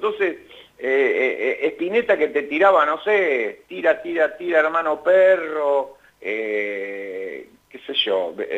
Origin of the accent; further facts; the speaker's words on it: Mar del Plata, Buenos Aires Province, Argentina; yo tenía un trío de rock en Mar del Plata, o sea, ya avanzada mi adolescencia en Mar del Plata